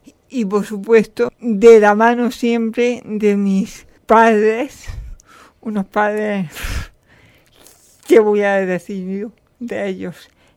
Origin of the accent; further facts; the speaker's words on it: Canjáyar, Andalusia, Spain; soy natural de Canjaya. Yo estudié en un colegio público, en el colegio de mi pueblo público, Santa Cruz, en el instituto de mi pueblo también, Valle del Andaraz.